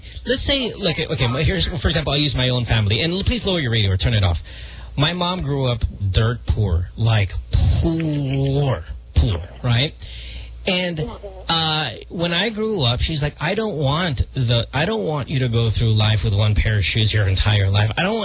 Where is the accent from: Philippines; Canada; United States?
Philippines; Central Luzon; I'm from Bulacan.